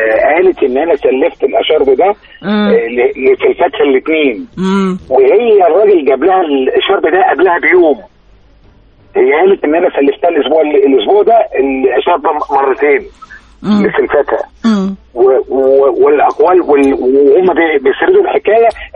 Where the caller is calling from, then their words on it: Mansoura, Dakahlia, Egypt; من المنصورة.